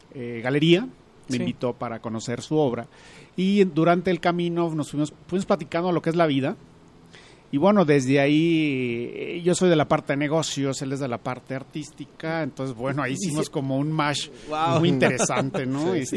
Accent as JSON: {"language": "Spanish", "country": "Mexico", "said": "somos buenos y podemos ser todavía mejores como mexicanos."}